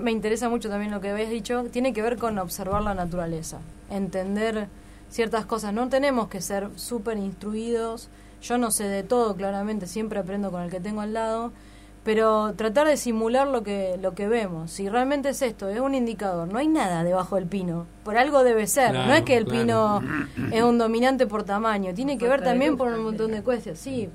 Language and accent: Spanish; Buenos Aires, Argentina; yo te decía que soy de Buenos Aires, sí, y soy capital, y vos ves que lo juntan. En capital no hay quema de hoja, pero sí en lo que era la periferia de la capital, el conurbano donde vivía yo.